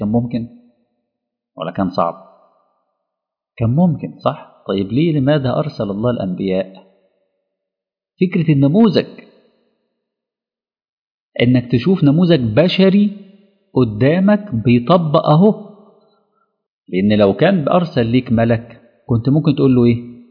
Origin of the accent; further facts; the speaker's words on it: Alexandria, Alexandria Governorate, Egypt; في اولاد كتير جدا مثلا في مدينتي في الاسكندرية